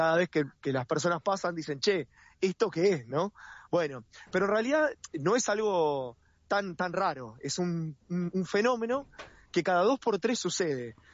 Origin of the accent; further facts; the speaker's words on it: Longchamps, Buenos Aires Province, Argentina; yo soy de Longchamps